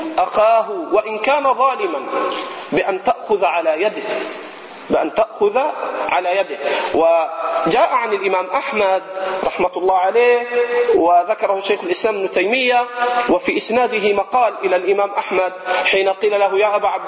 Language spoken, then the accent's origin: Arabic; Egypt; حتى عندنا في مصر، حتى عندنا في مصر